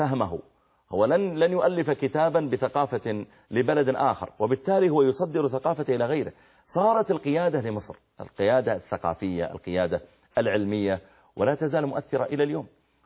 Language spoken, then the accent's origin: Arabic; Saudi Arabia; عاد ومدائن صالح اللي موجودة عندنا في السعودية الآن قريب من المدينة